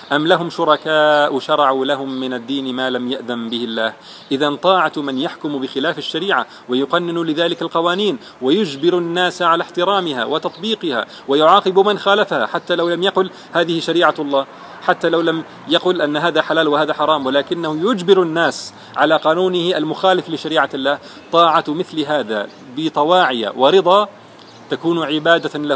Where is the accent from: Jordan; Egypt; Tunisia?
Jordan; أنا لست مصريا، أنا أردني لكني زرت مصر مرارا وكثير من أصدقائي مصريون